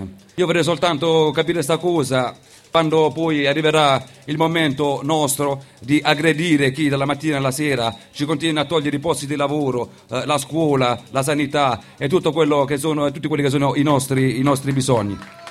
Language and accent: Italian; Taranto, Apulia, Italy; vengo da Taranto.